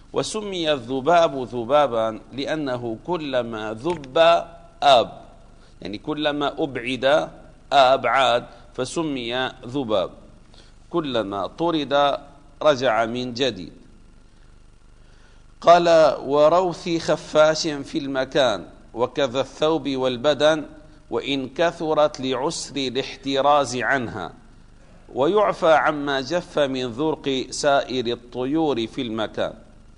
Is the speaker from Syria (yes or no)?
yes; Damascus, Damascus Governorate, Syria; ما زال بعض المساجد عندنا في دمشق يوجد فيها طيور